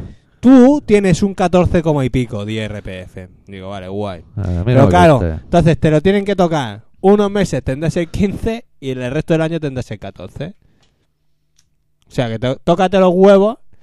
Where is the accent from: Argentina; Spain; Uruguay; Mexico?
Spain; Catalonia; Nunca se sabe, sí. Los catalanes somos raros. Somos raros los catalanes.